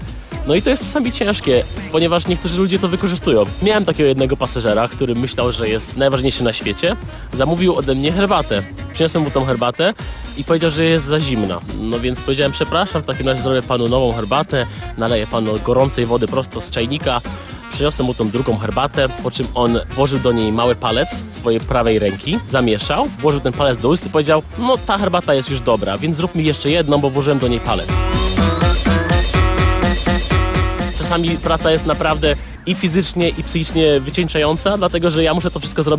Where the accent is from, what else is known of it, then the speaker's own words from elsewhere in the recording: Police, West Pomeranian Voivodeship, Poland; A dopiero co przyjechałem z Polic, z mojej małej wioski gdzieś tam pod Szczecinem.